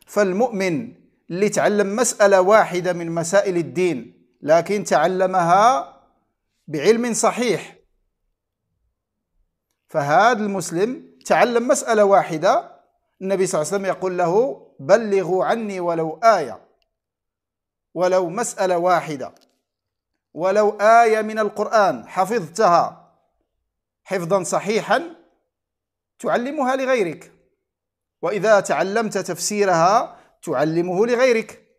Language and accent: Arabic; Morocco; أشرف وأسعد بالتواصل معكم وهذا اللقاء المتجدد مع أحبتي في بلدي المغرب